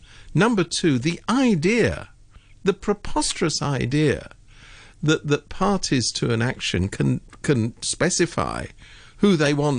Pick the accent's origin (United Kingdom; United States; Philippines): United Kingdom; being a Brit myself.